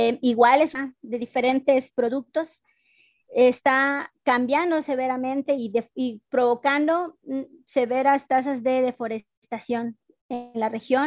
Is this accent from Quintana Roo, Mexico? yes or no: yes; Felipe Carrillo Puerto, Quintana Roo, Mexico; Yo soy de Nojca, Santa Cruz, Balamná, Campo Colchén. Actualmente se llama Felipe Carrillo. Nuestra cultura maya, soy una mujer maya Masehual.